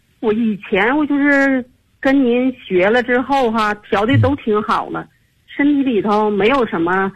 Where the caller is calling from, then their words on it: Tianjin, China; 我来自天津河西区。